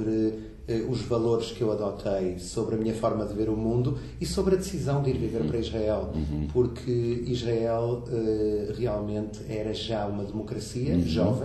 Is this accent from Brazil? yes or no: no; Porto, Norte, Portugal; eu cresci no Porto, formei-me no Porto, no fundo, como jovem.